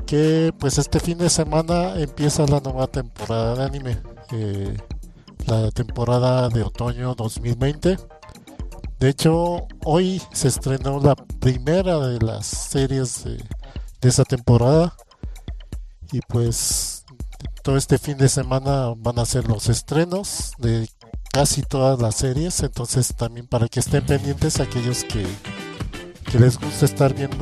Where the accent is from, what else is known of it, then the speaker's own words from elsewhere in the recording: Mexico City, Mexico; O si no, pasa a los que somos de la Ciudad de México